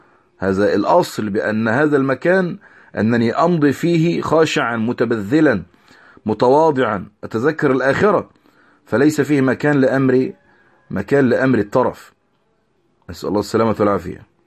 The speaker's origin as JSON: {"language": "Arabic", "country": "Egypt", "said": "كالمقابر اللي عندنا في مصر المحروسة مثلا"}